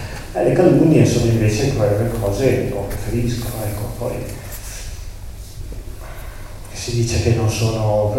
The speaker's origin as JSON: {"language": "Italian", "region": "Lombardy", "country": "Italy", "tie": "born or raised there", "said": "Io sono di chiarissime, purissime origini siciliane, ma sono nato e cresciuto in Brianza, in provincia di Milano"}